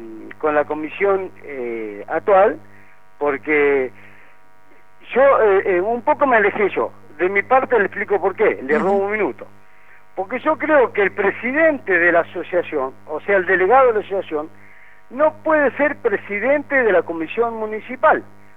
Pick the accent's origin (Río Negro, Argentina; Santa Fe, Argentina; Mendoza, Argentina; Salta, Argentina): Santa Fe, Argentina; Yo le comento, del año 83, que soy árbitro santafesino.